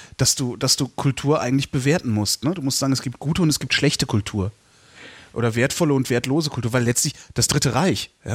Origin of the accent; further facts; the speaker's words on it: Cologne, North Rhine-Westphalia, Germany; Ich bin ja selber Kölner, darum bin ich drauf am Stehen.